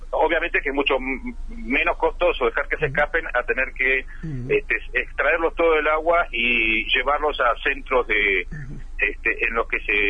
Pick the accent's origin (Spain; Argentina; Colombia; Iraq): Argentina; Ushuaia, Tierra del Fuego; Yo soy nativo de Tierra del Fuego, así que he sido en gran medida un poco testigo del crecimiento que ha tenido Ushuaia. Yo recuerdo que en mi infancia éramos 5.000 habitantes en Ushuaia, ahora ya estamos superando los 70.000.